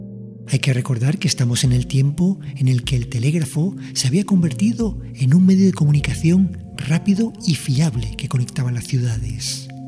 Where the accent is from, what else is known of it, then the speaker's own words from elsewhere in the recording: Las Palmas de Gran Canaria, Canary Islands, Spain; born there; en la misma ciudad donde yo también nací, en Las Palmas de Gran Canaria.